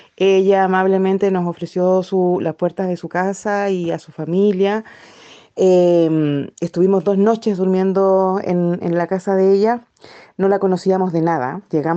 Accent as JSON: {"language": "Spanish", "country": "Chile", "said": "soy chilena, vivo en Ainil Mapu, que bueno, en español es la tierra de Valdivia, en el sur."}